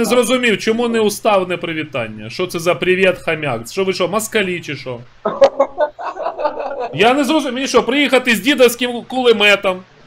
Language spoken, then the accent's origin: Ukrainian; Poltava, Poltava Oblast, Ukraine